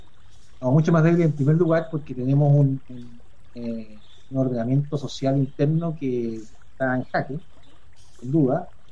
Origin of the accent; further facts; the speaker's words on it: Chile; Nosotros como chilenos somos capaces de superar esta diferencia